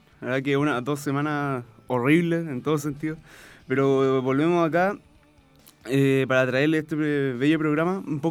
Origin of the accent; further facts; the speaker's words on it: Iquique, Tarapacá, Chile; sé cómo funcionan las cosas en mi tierra, en mi querido Iquique.